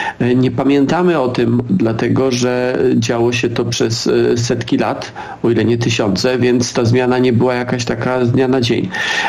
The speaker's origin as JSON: {"language": "Polish", "region": "Silesian Voivodeship", "country": "Poland", "said": "Ja jestem ze Śląska"}